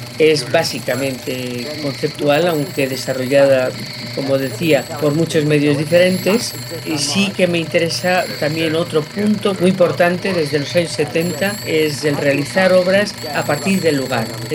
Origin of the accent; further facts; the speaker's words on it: Las Palmas de Gran Canaria, Canary Islands, Spain; born there; now in Madrid, Spain; yo soy nacida en Las Palmas de Gran Canaria, aunque he vivido en muchos sitios, y en Madrid desde mediados de los años 50, aunque siempre estuve muy ligada a Madrid por mis estudios de piano